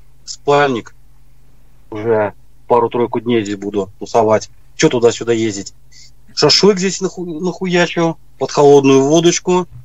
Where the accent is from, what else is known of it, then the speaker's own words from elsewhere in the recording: Saint Petersburg, Russia; Питер. Питер.